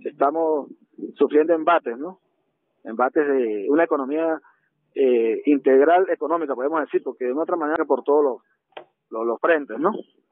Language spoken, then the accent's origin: Spanish; Venezuela; que es una compromiso de todos como venezolanos